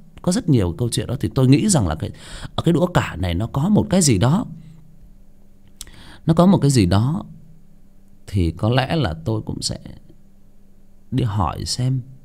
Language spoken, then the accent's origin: Vietnamese; Hưng Yên, Vietnam; Ở quê của tôi cũng vậy. Ở quê tôi dưới xuôi luôn, ở Hưng Yên luôn ạ.